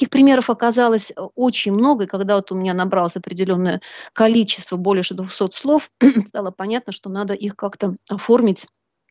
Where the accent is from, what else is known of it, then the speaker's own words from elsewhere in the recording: Belarus; moved away as an adult; also born or lived in Urals, Russia; now in Netherlands; Если вкратце, то можно начать с Урала, откуда я родом. В младенчестве меня родители привезли в Белоруссию, где я выросла и сформировалась как личность, закончила Белорусский государственный университет, получила два образования – историка и психолога. Ну а потом судьба взяла меня за ручку и перевезла в Голландию.